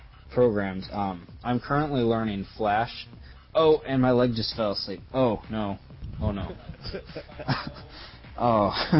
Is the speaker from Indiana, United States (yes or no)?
no; Florida, United States; moved away; Hey, I'm from Florida, sir.